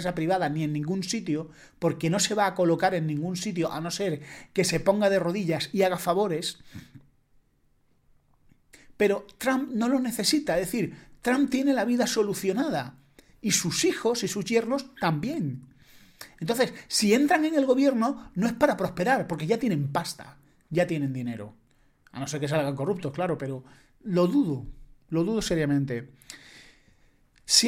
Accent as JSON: {"language": "Spanish", "country": "Spain", "said": "yo no soy estadounidense, pero como ciudadano español"}